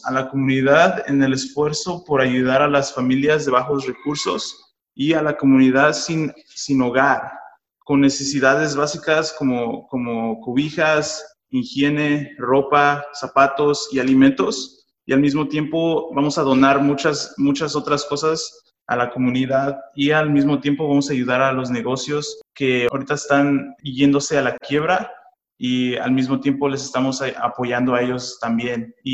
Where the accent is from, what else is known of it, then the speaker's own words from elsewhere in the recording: Santa Ana, California, United States; yo igualmente, yo nací aquí en Santana, me creí en Santana desde que tenía 12 años